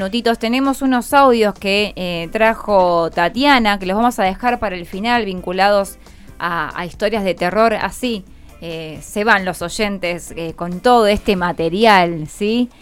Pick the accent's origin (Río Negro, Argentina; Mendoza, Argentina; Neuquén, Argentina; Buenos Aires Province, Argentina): Buenos Aires Province, Argentina; Santos Lugares; Saben que yo soy de Santos Lugares.